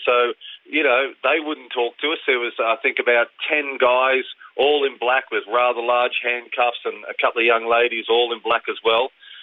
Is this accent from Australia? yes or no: yes; Australia; Well, I'm Australian, but I'm still a British seafarer.